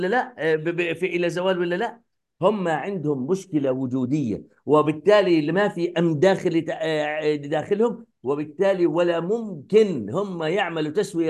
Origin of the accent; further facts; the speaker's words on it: Palestine; يعني انا قد يكون انا كفلسطيني